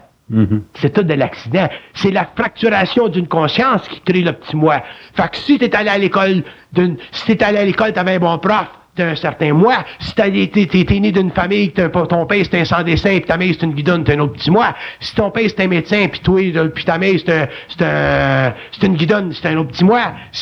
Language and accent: French; Quebec, Canada; born there; C'est pour ça que je suis né au Québec.